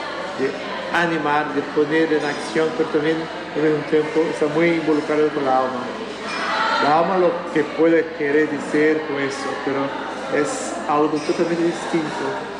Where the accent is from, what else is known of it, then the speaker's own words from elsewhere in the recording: Rio de Janeiro, Brazil; Spanish is a second language; yo soy brasileño de Rio de Janeiro, Estoy acá en Valparaíso